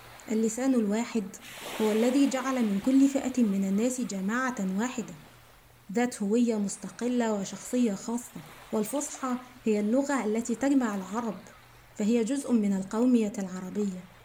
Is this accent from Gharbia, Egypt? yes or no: yes; Gharbia, Egypt; شاعرة مصرية من مواليد محافظة الغربية وأعيش بها.